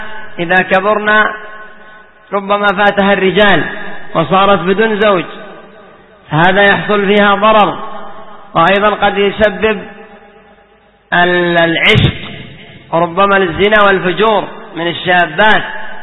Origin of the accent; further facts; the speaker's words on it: Yemen; عندنا في اليمن قد كان بعضهم يقول